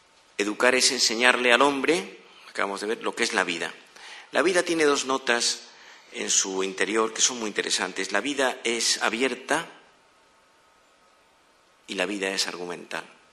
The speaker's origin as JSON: {"language": "Spanish", "town": "Madrid", "region": "Community of Madrid", "country": "Spain", "said": "Cuando yo voy al extranjero con mi mujer, la gente y digo que vengo de Madrid"}